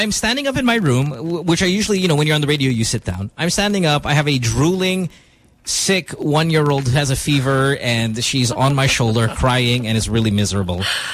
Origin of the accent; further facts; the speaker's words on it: Philippines; You know, being Filipino, and one of our greatest qualities is our hospitality, right?